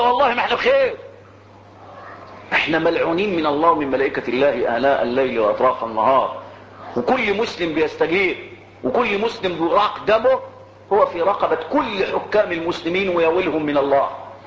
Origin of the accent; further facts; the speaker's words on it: Egypt; انا مصري فلي مصر وليه ارض